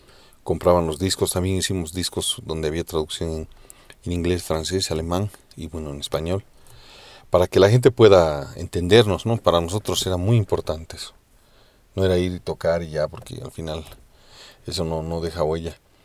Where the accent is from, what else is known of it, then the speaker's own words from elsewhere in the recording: Bolivia; yo pienso que la música en Bolivia es exactamente como somos los bolivianos.